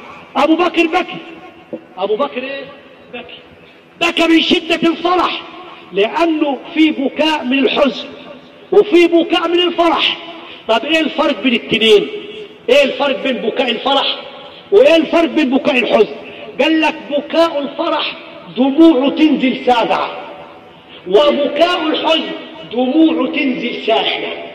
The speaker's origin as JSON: {"language": "Arabic", "country": "Egypt", "said": "ويتعالجوا عندنا في مصر مساكين"}